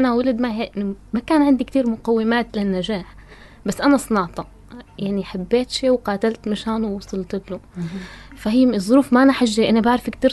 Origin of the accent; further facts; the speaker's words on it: Tartus, Tartus Governorate, Syria; لا أنا ساكنة بطرطوس من صغري